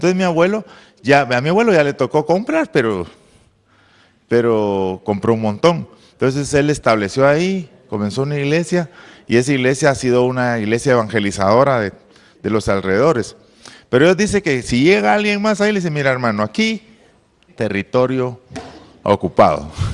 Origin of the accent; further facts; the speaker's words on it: Oriente, Guatemala; yo soy de Oriente, nosotros conservamos un terreno de mi papá